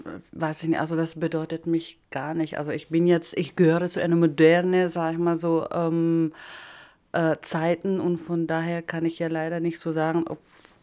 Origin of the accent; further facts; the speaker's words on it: Philippines; German is a second language; Also wir sind immer in so eine große Stadt, sage ich mal so, weil das ist jetzt in Lauak heißt das, wo ich aufgewachsen bin und das ist eine große Stadt.